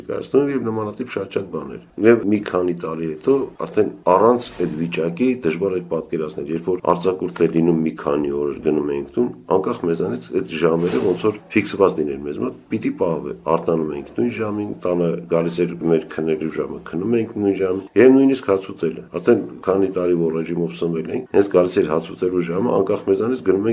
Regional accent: Sevan, Gegharkunik, Armenia; born there; ես ծնունդով Սևանից եմ, եւ գործում էր որպես ընդհանուր թանգարան

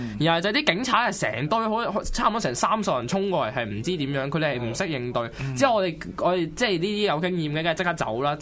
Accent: Shenzhen, Guangdong, China; 我係深圳人，深圳。

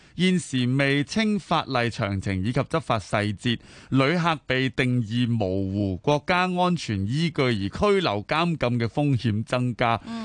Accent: Hong Kong; 我哋香港人

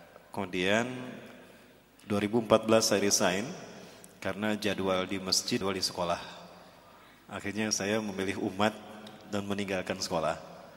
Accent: Bandung, West Java, Indonesia; Saya asli dari Bandung, kelahiran Bandung dan keluarga Bandung Padang ya. Ibu saya dari Bandung, ayah saya putra Padang, Bukit Tinggi, Sungai Buar. Jadi Sunda Padang, Pak.

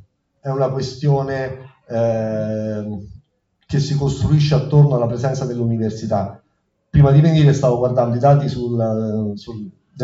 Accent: Rome, Lazio, Italy; io sono romano, mi sono reso conto che effettivamente il rapporto con le istituzioni ha un senso, cioè non è come nel Lazio

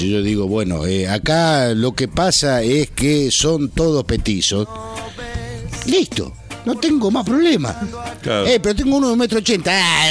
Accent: Argentina; que yo nunca vi uno, porque no, soy argentino.

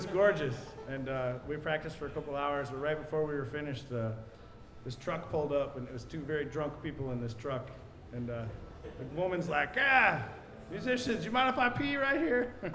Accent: Chicago, Illinois, United States; They were like, where are you from? We said Chicago. And they were like, ooh, bad.

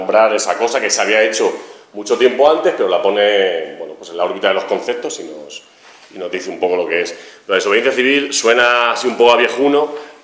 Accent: Albacete, Castilla-La Mancha, Spain; now in Madrid, Spain; bueno, soy de Albacete, pero estoy ahora viviendo en Madrid

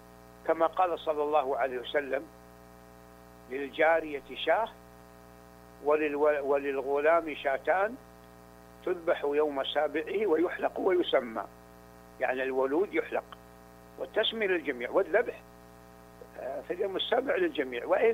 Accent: Saudi Arabia; أنا سعودي كما يعلم الجميع، ولا أعلم هذه العادة في السعودية

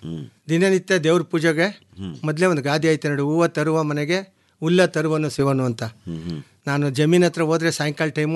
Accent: Pampina Hosahalli, Karnataka, India; ನಮ್ಮ ಸ್ವಂತ ಊರು ಪಂಪಿನ ಹೊಸಹಳ್ಳಿ.

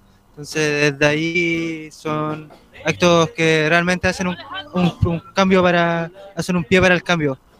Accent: Limache, Valparaíso, Chile; yo soy de Limache, entonces no frecuento mucho el Valparaíso

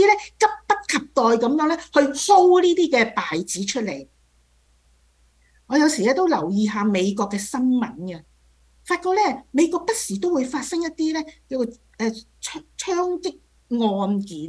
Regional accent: China; 有些像我們中國人有一句說話，善有善報，惡有惡報，若然未報呢，是時辰未到。

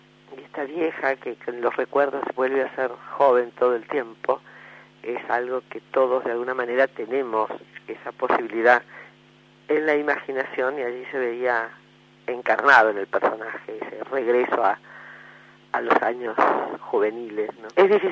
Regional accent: Argentina; nuestra historia y nuestra vida como argentinos

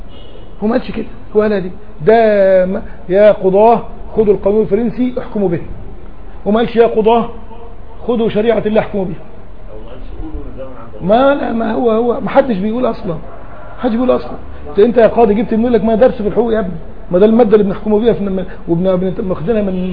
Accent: Egypt; يعني لما اقول لك انا مصري تقول لي طيب عينيك مصريين؟

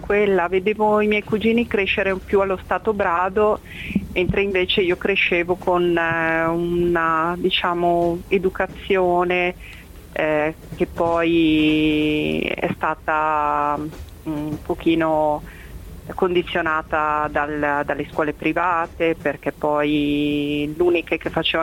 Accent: Brescia, Lombardy, Italy; La cosa che mi ricordo più lontana è la mia vita a Brescia, la mia infanzia a Brescia, figlia di una milanese che aveva sposato un bresciano

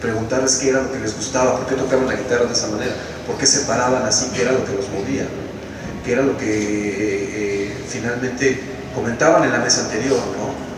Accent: Mexico; Mi contexto es este, es México, ¿no? Es de donde yo soy, lo que yo vivo, pues.

